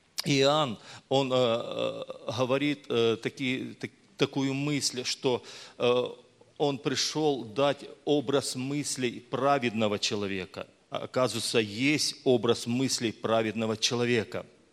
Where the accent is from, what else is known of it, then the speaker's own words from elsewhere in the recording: Crimea, Ukraine; now in Donetsk, Ukraine; я еду вот к себе домой в Донецк, хотя я сам родом с Крыма и родился там, и вырос там, вот, ну, вот, у меня просто, я даже до сих пор там прописан.